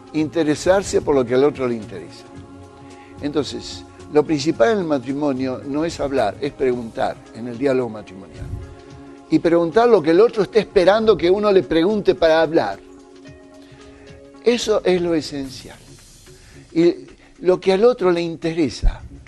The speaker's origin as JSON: {"language": "Spanish", "country": "Argentina", "said": "a mí me gusta mucho el fútbol, soy argentino, ¿no?"}